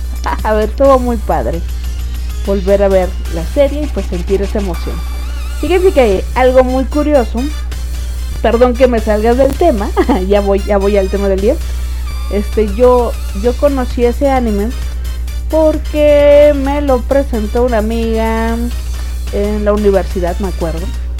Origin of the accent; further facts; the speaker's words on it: Mexico; como buena mexicana, ¿verdad? Llegando a trabajar.